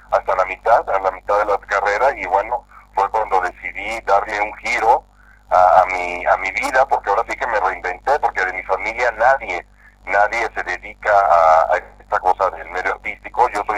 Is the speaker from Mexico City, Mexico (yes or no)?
no; Veracruz, Mexico; moved away as an adult; yo soy del puerto de Veracruz, yo soy de costa, y me fui a la capital, al Distrito Federal, a estudiar la carrera de actuación.